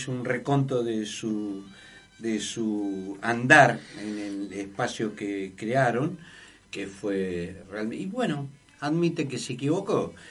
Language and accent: Spanish; Buenos Aires, Argentina; yo me crié en Barraca y La Boca. Mi barrio es Barraca y La Boca, o sea, estuve muchos años en Barraca y La Boca.